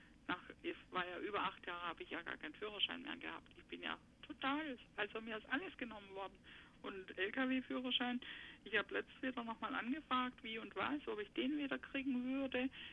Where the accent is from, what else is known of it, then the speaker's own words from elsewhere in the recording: Izmir, İzmir, Turkey; now in Germany; Wir kommen ja aus der Großstadt in Izmir, ne, also in der Türkei. Und was wir hier auf dem Land machen, also wir fühlen uns so wie Stadtmenschen ins Dorf verschleppt.